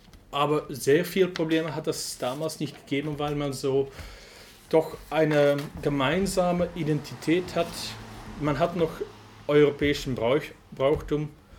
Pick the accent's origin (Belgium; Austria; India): Belgium; Flanders; German is a second language; bei uns in Flandern und ich denke in ganz Westeuropa seinen Ursprung in die Immigration